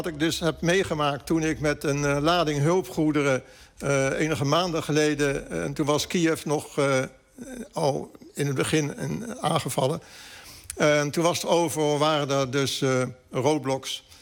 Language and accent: Dutch; Ukraine; Dutch is a second language; Ik ben van Oekraïne. We kunnen ook zeggen, wij zijn van Oekraïne.